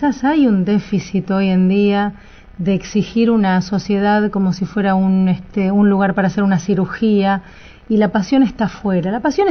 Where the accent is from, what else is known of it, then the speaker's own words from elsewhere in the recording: Argentina; El fútbol me parece que es el reflejo de lo que somos los argentinos.